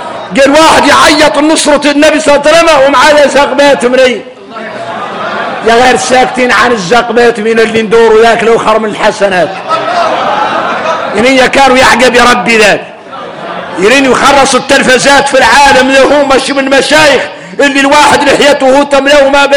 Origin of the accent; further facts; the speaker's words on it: Mauritania; احنا موريتاني